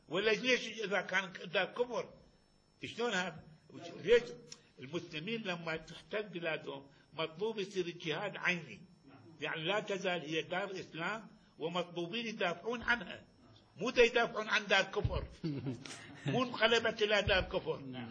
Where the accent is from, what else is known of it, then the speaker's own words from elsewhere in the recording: Kuwait; هذا عرفنا احنا من الكويت